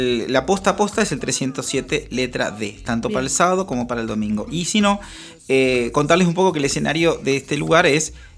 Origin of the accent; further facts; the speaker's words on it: La Plata, Buenos Aires Province, Argentina; mira, soy platense y conocí a Arana hace poco